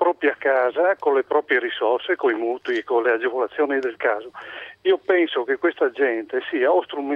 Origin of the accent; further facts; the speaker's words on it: Friuli-Venezia Giulia, Italy; Io come friulano mi sento un po' indignato di queste scenate.